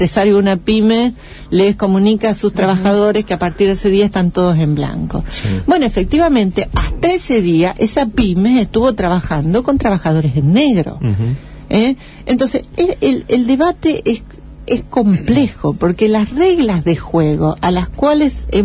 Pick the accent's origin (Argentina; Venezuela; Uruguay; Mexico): Argentina; tampoco somos originales los argentinos